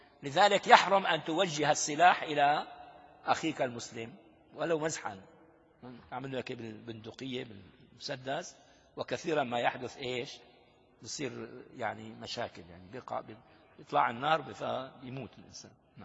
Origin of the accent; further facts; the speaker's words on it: Damascus, Damascus Governorate, Syria; مقابلها في جزيرة اسمها جزيرة أرواد، نحن أهالي دمشق يعني صدفة نذهب